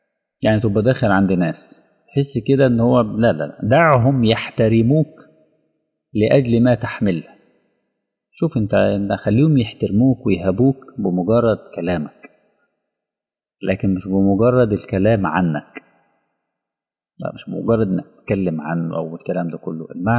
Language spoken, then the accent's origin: Arabic; Egypt; يعني عندنا في مصر بنسميه جلابية